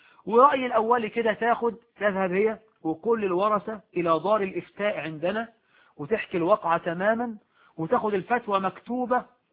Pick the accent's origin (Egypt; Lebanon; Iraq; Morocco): Morocco; عندنا في المغرب بيعضوا الرجال والنساء يأكلون على طاولة واحدة